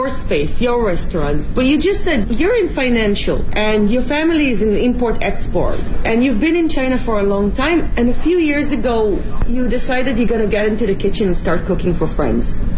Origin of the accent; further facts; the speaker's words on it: Lima, Peru; I'm from Lima, Peru.